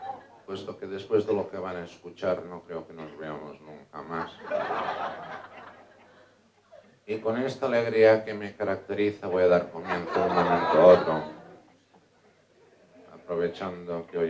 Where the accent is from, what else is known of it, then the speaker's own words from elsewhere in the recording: Spain; first language Catalan; Spanish is a second language; interpretarles unos cuantos chistes acudits, como digo en mi lengua madre